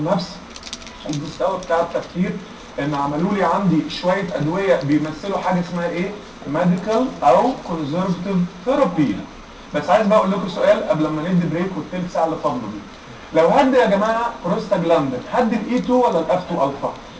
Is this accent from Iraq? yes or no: no; Egypt; بس احنا كمصريين ما سكتناش